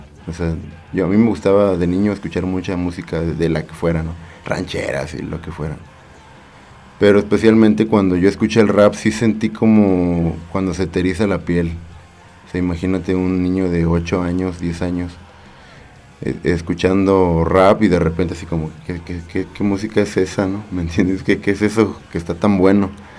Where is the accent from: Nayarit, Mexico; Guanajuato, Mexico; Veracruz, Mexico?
Veracruz, Mexico; now in Querétaro, Mexico; Yo soy originario de Veracruz, soy nacido en Veracruz, llegué a Querétaro por primera vez como en 2001, después me regresé, después volví a llegar y ya como por el 2004 me quedé y ya no me fui, y aquí me quedé.